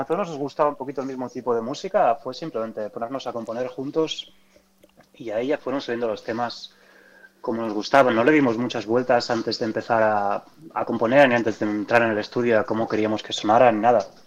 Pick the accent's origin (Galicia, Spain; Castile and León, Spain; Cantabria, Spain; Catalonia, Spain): Catalonia, Spain; Barcelona; Sí, exacto, yo soy nacido y criado en Barcelona.